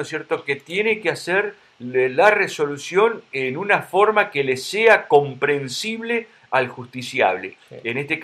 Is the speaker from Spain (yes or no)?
no; Río Negro, Argentina; Yo vengo de Río Negro, vos lo sabés